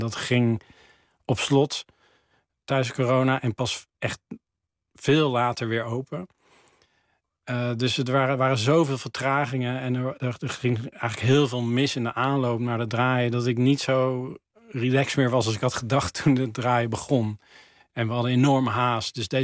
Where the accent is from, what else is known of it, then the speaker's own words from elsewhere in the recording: Teteringen, North Brabant, Netherlands; moved away; Dat is in Teteringen, vlakbij Breda.